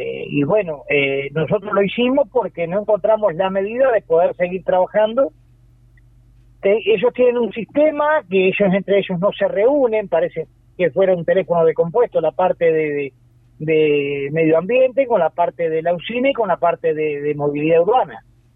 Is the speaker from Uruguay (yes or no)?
yes; Uruguay; No dejemos de reconocer que somos uruguayos, ¿tá?